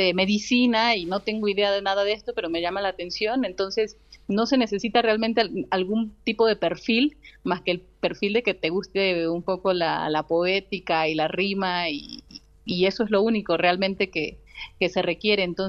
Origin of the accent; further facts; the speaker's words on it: Loma Bonita, Oaxaca, Mexico; Tomé un curso en una casa de cultura del municipio de donde soy, en Loma Bonita, Oaxaca